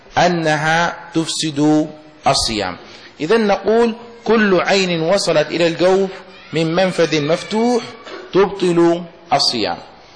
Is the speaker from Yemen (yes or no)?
yes; Yemen; مثل هذه ما يسمى عندنا في اليمن المداعة، الشيشة